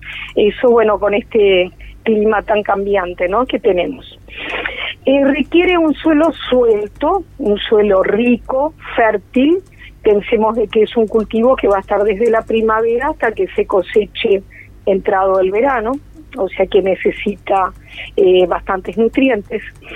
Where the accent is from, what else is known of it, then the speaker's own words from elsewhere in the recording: Canelón Chico, Canelones, Uruguay; De allá de mi pueblo.